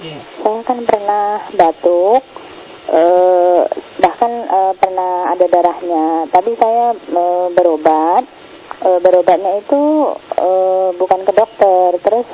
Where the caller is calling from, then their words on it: Depok, West Java, Indonesia; Saya dari Depok.